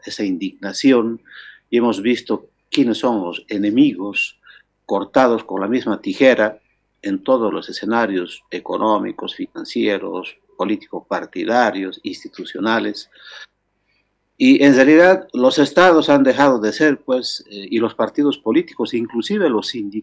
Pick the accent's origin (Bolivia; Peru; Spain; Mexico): Bolivia; Nuestro sueño como bolivianos en aquel tiempo era construir